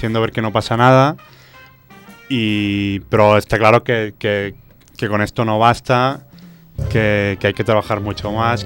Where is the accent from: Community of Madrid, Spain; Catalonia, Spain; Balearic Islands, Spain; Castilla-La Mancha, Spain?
Catalonia, Spain; Barcelona; en Barcelona, que es de donde vengo yo